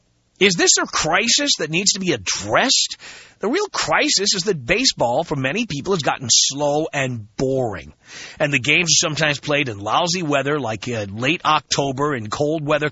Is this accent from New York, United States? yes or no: yes; New York City, New York, United States; By the way, I grew up in the South Bronx.